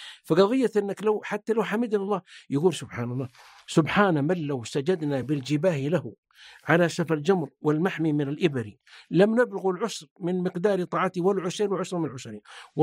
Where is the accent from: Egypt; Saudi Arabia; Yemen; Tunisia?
Saudi Arabia; south; أنا طبعا أكبر منك سن، أنا يا أخي وأنا طفل في الجنوب والله يا أبا عمر إنه ما يجينا الأشياء والقوت وإننا نفرح بالعزيمة في القرية ولا عندنا إضاءة ولا كهرباء ولا سيارة